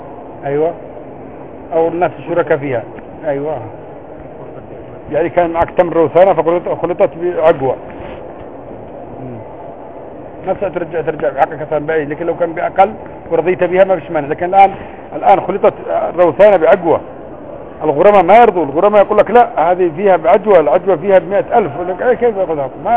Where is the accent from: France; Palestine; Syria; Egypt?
France; أنا لا أنا فرنسي مش لبناني أصلي.